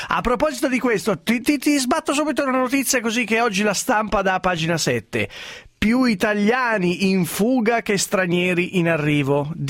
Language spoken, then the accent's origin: Italian; Lombardy, Italy; io sono lombardo ma non sapevo